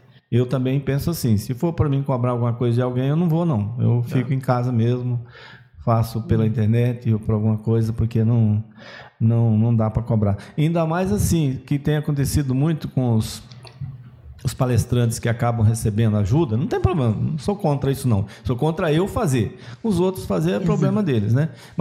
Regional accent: Bahia, Brazil; Se eu vou para a Bahia, por exemplo, que eu sou da Bahia, eu vou passear

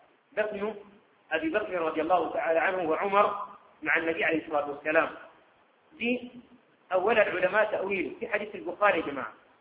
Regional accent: Sudan; عندنا في السودان

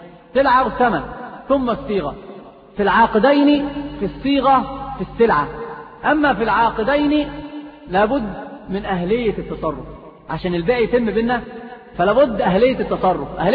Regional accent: Egypt; في الصعيد عندنا في مصر كثير هذه الأمور

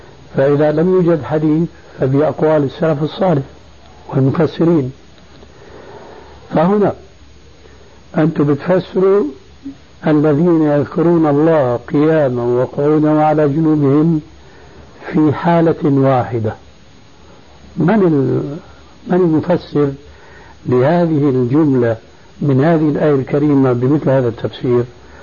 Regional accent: Damascus, Damascus Governorate, Syria; ما كان يقع عندنا في دمشق

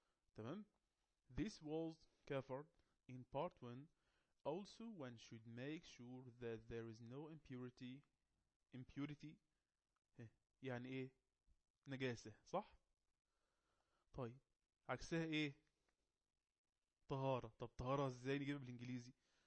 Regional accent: Egypt; القبلة عندنا في مصر جنوب شرق

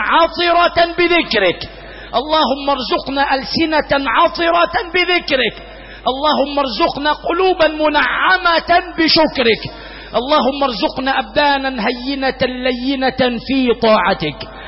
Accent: Egypt; اللهم اجعل بلدنا مصر وسائر بلاد

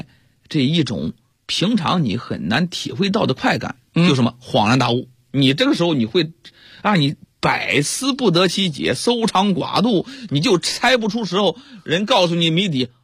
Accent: China; 我们中国人的这个文化水平逐渐提高，

